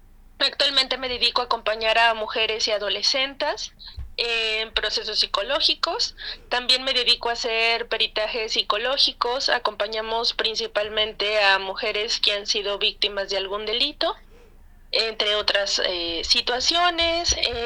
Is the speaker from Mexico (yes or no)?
yes; Mexico; now in San Luis Potosí, Mexico; yo soy de México, habito en San Luis Potosí, que es un lugar que está en el Bajío, no somos norte, ni somos sur, ni somos centro, tenemos una locación extraña.